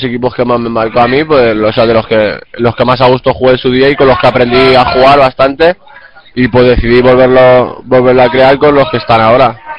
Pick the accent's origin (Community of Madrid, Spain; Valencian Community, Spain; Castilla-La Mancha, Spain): Valencian Community, Spain; Valencia; Ya me quedo yo en Valencia, que es de donde soy.